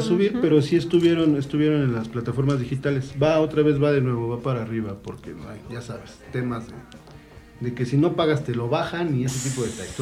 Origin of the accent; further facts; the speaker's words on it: Mexico City, Mexico; Ok, yo soy de Ciudad de México.